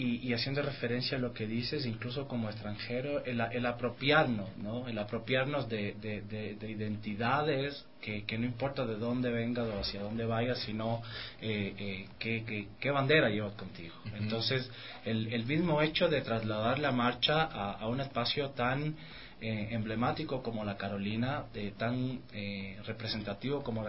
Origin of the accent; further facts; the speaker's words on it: Havana, Cuba; now in Ecuador; Soy originalmente de La Habana, Cuba.